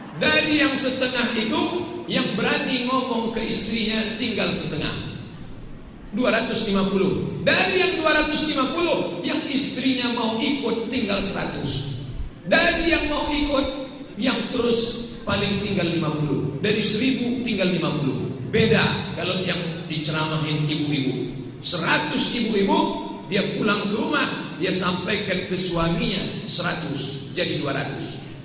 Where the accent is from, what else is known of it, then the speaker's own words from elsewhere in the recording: Pekanbaru, Riau, Indonesia; Saya dari Pekanbaru Riau